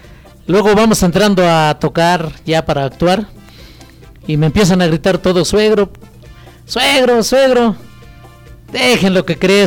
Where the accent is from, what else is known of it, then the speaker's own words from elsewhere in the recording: Panoaya, Mexico; born there; yo soy originario de Panoaya, ahí nací, pero estoy radicando en un lugar que se llama Pueblo Nuevo, a un lado de San Rafael.